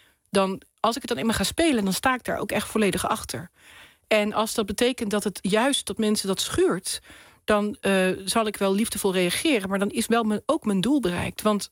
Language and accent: Dutch; Nuland, North Brabant, Netherlands; Nou, ik kom uit Nuland, iedereen alvast weet, ik kom daar vandaan.